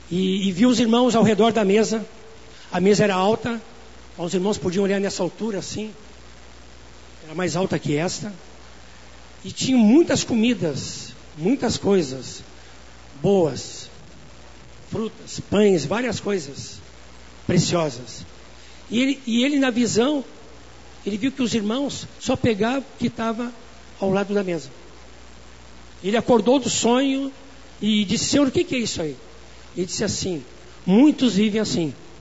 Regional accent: Quaraí, Rio Grande do Sul, Brazil; moved away as an adult; now in Porto Alegre, Brazil; quando eu vim de Quaraí, não me pergunte onde é o Quaraí, né? É fim de mundo, começo do mundo, não sei. Bom, quando cheguei em Porto Alegre, em 82

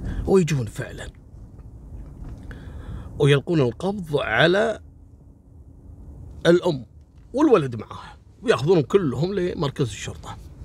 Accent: Kuwait; وقصة مشهورة جدا عندنا في الكويت وذكرتها كل الصحف

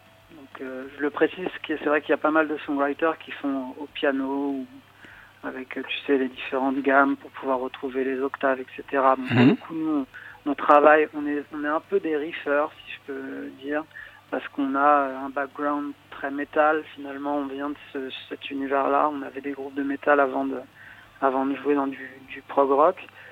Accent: Paris, Île-de-France, France; Et on est de Paris.

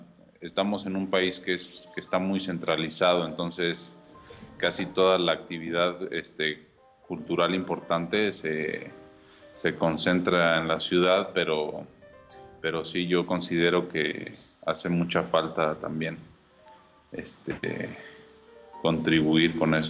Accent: Cuernavaca, Morelos, Mexico; now in Mexico City, Mexico; yo siento que soy de Cuernavaca, o sea, más que sentirme de aquí, me siento de allá.

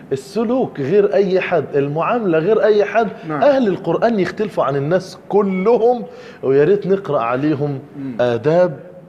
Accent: Abu Kabir, Sharqia Governorate, Egypt; عندي أم من أمهاتي في الشرقية عندنا في بلدنا في أبو كبير

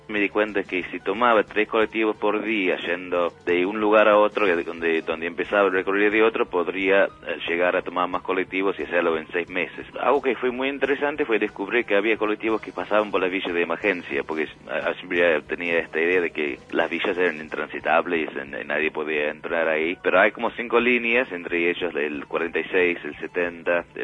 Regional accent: Manchester, North West England, United Kingdom; also born or lived in Sheffield; now in Argentina; Nací en Sheffield y me crié en el sur de Manchester.

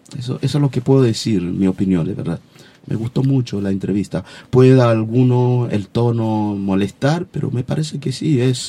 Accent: eastern Congo, DR Congo; moved away; la parte este del Congo, la parte de donde vengo, la región nuestra, la parte de guerra y todo lo demás, de refugiado.

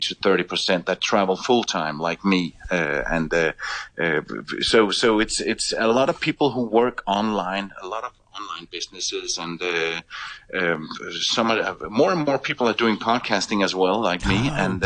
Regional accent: Denmark; English is a second language; The phone connection, the phone company I use is a Danish one because I am from Denmark and I still have a Danish phone number.

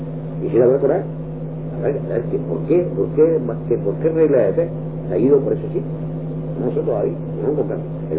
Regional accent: Canary Islands, Spain; Yo soy canario, más canario que tú.

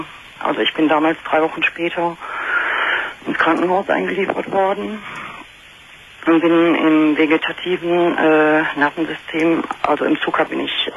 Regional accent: Munich, Bavaria, Germany; Also ich komme aus München

